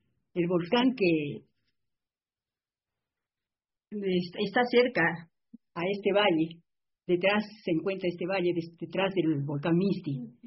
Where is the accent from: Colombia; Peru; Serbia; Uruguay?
Peru; Arequipa; Es el monumento histórico más atractivo y que guarda una identificación con mi ciudad.